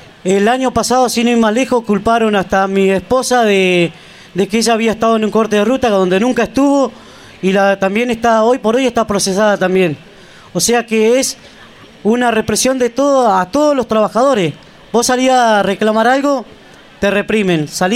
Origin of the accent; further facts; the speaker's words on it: Santa Cruz, Argentina; de donde soy yo, de allá de la acera Santa Cruz.